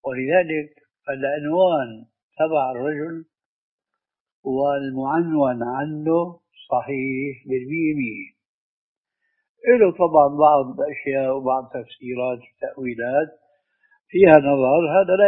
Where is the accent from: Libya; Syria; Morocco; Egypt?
Syria; وعندنا في الشام